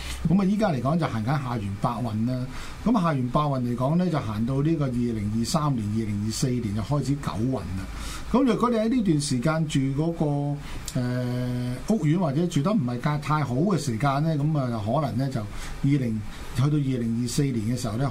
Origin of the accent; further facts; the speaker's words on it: China; 我哋中國人有一句説話啦